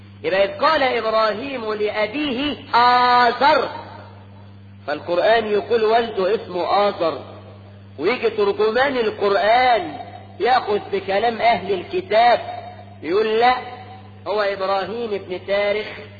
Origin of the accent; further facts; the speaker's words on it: Egypt; ده احنا كمصريين بنسمي الواحد اسمين